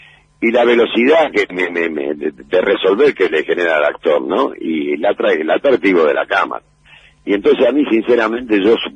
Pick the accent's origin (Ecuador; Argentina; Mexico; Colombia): Argentina; Rosario, Santa Fe; moved away as an adult; now in Buenos Aires, Argentina; cuando yo me radiqué en Buenos Aires, allá por el año 68 yo vine de Rosario a ser actor